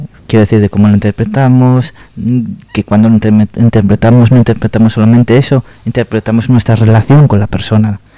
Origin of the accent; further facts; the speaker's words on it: Asturias, Spain; No, los asturianos somos súper cariñosos.